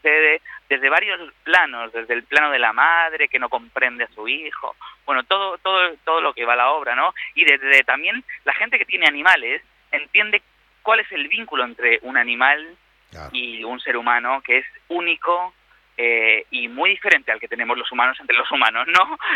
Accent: Spain; now in Argentina; los que estamos fuera de nuestro país, siendo españoles y argentinos

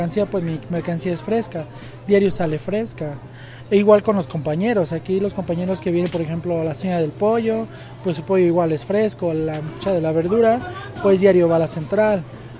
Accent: San Francisco Catepec, Mexico; Yo soy de aquí de San Francisco, Catepec.

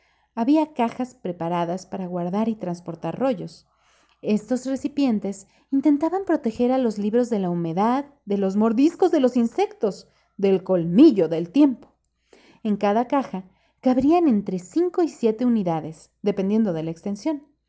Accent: Mexico City, Mexico; also born or lived in Yucatán; yo como mexicana, cuando conozco un español o como chilanga, que es de la Ciudad de México, que conozco a un yucateco, yo vivía en Yucatán un tiempo

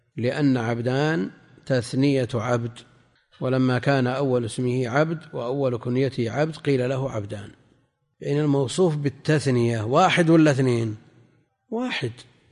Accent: Najd, Saudi Arabia; احنا عندنا في نجد يسمون

